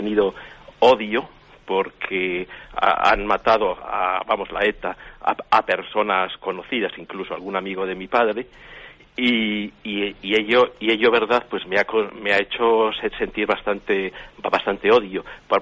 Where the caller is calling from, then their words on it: Madrid, Community of Madrid, Spain; Le llamo de Madrid. Soy soy oriundo del País Vasco, yo soy madrileño